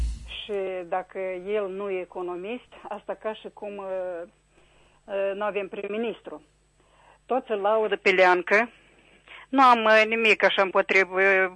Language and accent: Romanian; Chișinău, Moldova; din Chișinău.